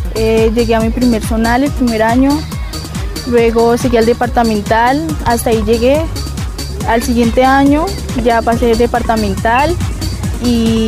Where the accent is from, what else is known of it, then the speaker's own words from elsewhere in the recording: Chocontá, Cundinamarca, Colombia; soy del municipio de Chocontá y practico el deporte de atletismo